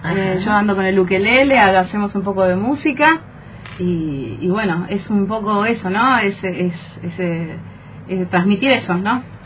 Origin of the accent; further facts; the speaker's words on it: Paraná, Entre Ríos, Argentina; Sí, soy de Entre Ríos, soy de Paraná.